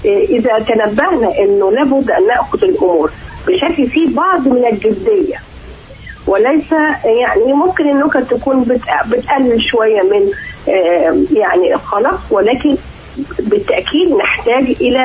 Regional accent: Egypt; المهم ان نتخذ نحن كمصريين

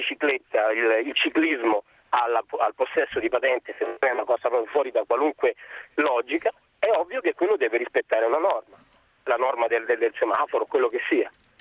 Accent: Rome, Lazio, Italy; born there; essendo nato a Roma, sono romano

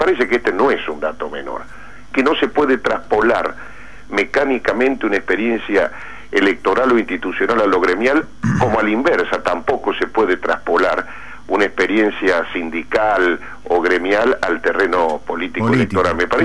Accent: Río Cuarto, Córdoba, Argentina; El título de ayer en mi pueblo, en Río Cuarto

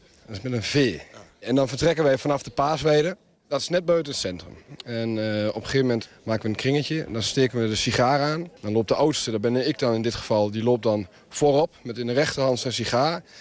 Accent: Oud-Marsum, Friesland, Netherlands; Katholieke jongens. Opgegroeid in Oud-Marsum. Allemaal ongehuwd.

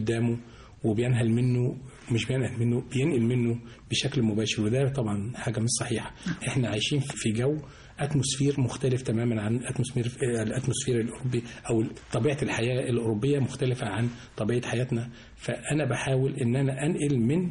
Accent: Egypt; كنت بشتغل بطريقة معينة هنا في مصر. لما رحت ألمانيا في الفترة الأخيرة كان إنتاجي بقول لهم أنا مصري

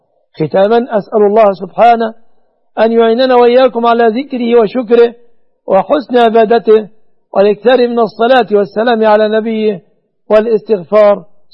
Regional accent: Egypt; هذا وأسأل الله أن يحفظ بلادنا مصر وسائر بلاد المسلمين آمنة مطمئنة من كل مكروه وسوء،

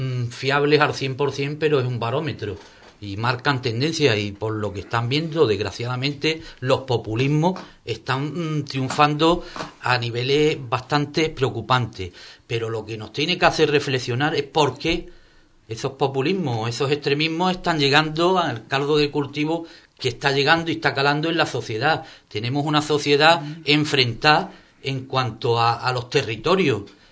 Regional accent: Andalusia, Spain; yo me siento tan español y me siento español si voy a Barcelona como si estoy aquí en Andalucía, y me siento andaluz.

